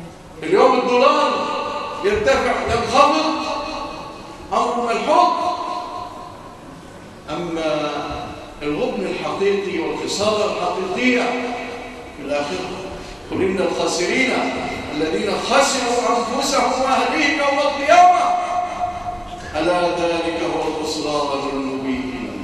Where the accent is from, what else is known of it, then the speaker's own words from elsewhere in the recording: Egypt; اللهم اجعل بلادنا مصر وسائر بلاد